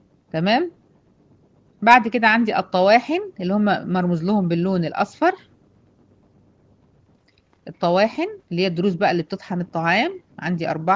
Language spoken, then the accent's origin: Arabic; Egypt; احنا بنسميها هنا عندنا في مصر ضروس العقل